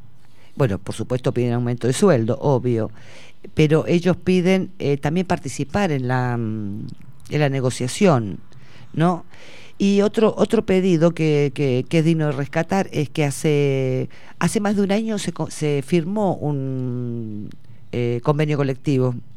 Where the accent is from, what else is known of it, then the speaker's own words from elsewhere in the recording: Buenos Aires, Argentina; nosotros que somos de Parque Patricios, ¿no?